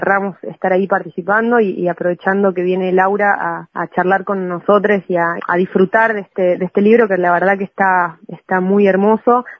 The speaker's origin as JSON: {"language": "Spanish", "region": "Neuquén", "country": "Argentina", "lives_now": "Bariloche, Argentina", "said": "yo soy de Neuquén originaria, pero vivo acá en Bariloche hace 9 años."}